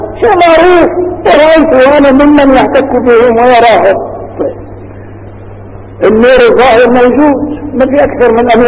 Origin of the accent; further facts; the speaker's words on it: Damascus, Damascus Governorate, Syria; عدت إلى بلدي دمشق مثل هذا اليوم تقريبا